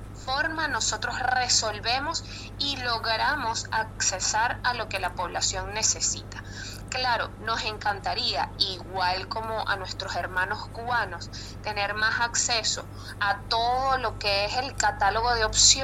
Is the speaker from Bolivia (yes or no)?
no; Venezuela; cómo vería yo como venezolana a los atletas para este París 2024?